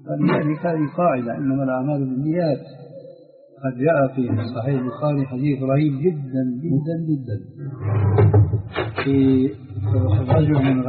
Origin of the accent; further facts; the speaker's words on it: Syria; هذا معروف عندكم عندنا في سوريا